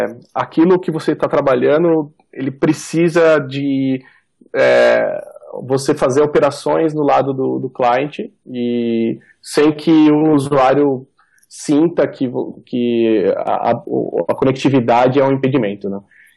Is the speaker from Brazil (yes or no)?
yes; Valinhos, São Paulo, Brazil; born there; now in Campinas, Brazil; Eu moro aqui em Valinhos, eu moro em Campinas, mas eu nasci em Valinhos